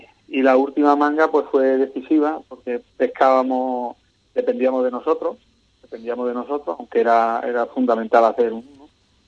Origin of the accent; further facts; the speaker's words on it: Cádiz, Andalusia, Spain; somos de aquí, de Cádiz, fuertes.